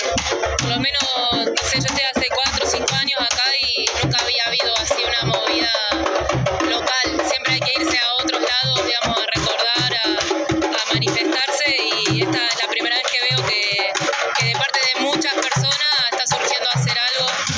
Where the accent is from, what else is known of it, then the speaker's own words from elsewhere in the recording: Cuesta Blanca, Córdoba, Argentina; de Cuesta Blanca.